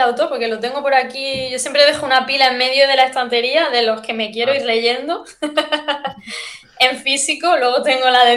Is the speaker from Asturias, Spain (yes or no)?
no; Jaén, Andalusia, Spain; Luego nos metimos a hacer un festival de literatura al año en Jaén, que es de donde yo soy.